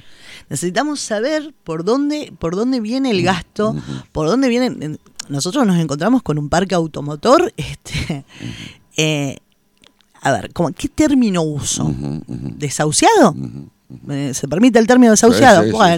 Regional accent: Buenos Aires, Argentina; now in Concordia, Argentina; Yo de niña venía a Concordia, pues, mi infancia la pasé en Buenos Aires

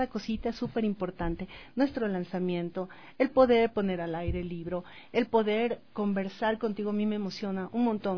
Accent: Ecuador; Somos tan grandes como ecuatorianos

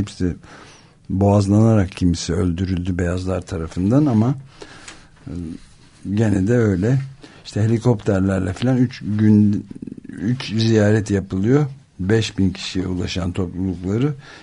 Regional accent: Mediterranean and Aegean, Turkey; Akdeniz, benim gibi Akdeniz ve Ege'de doğanlar ve büyüyenler içinse daha iyi durum söyleyeyim, rahatlayacak.

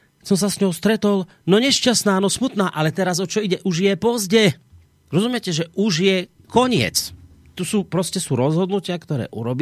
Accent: Banská Bystrica, Banská Bystrica Region, Slovakia; Kedy 4 roky dozadu sme tu mali u nás v Bystrici návštevu tam z Nemecka jedna pani

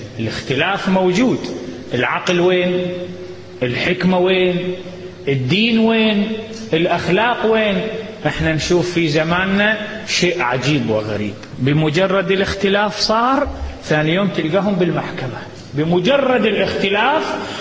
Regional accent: Iraq; عندنا في العراق اتطلقوا يوم الأحد

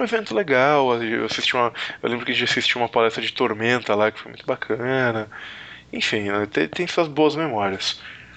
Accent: São Paulo, Brazil; Nós somos de São Paulo.

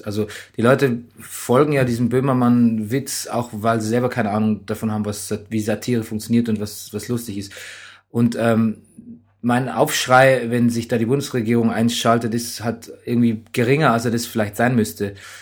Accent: West Germany, Germany; wir sind ja so aufgewachsen im Westen der Republik

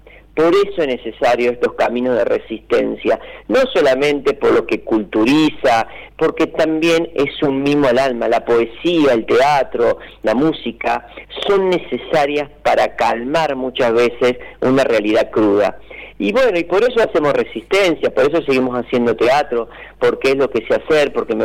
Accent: Villa Dolores, Córdoba, Argentina; yo soy de Villa Dolores, amo mi pueblo.

